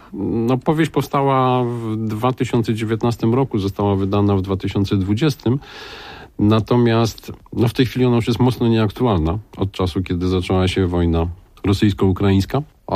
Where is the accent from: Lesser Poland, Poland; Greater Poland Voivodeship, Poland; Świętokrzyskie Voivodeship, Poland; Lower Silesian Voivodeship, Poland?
Lower Silesian Voivodeship, Poland; Wrocław; drugą powieść przeniosłem do Wrocławia, mojego rodzinnego miasta.